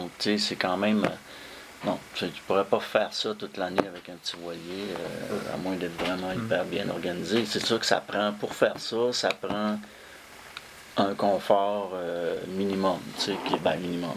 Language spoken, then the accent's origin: French; Quebec, Canada; also born or lived in Montréal; j'ai passé un bout de temps de mon enfance en Gaspésie. Donc, c'est là que ça a commencé, c'est sûr. Mon rapport au fleuve a commencé là. J'ai été longtemps à Montréal, mais tout le temps, j'ai vécu 15 ans à Montréal